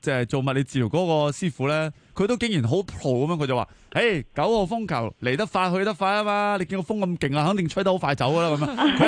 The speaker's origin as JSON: {"language": "Cantonese", "country": "Hong Kong", "said": "所以我琴日听到之后，我发觉其实我哋香港人啊。"}